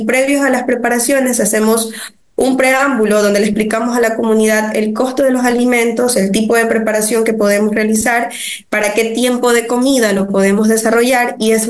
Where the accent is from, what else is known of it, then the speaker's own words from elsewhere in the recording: Ecuador; que queremos que se haga una cultura que es parte de nosotros como los ecuatorianos.